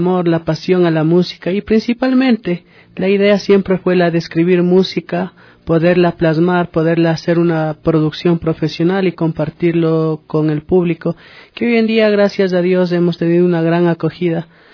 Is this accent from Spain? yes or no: no; Ecuador; Creo que es muy importante que nosotros como ecuatorianos valoremos y apreciemos lo nuestro.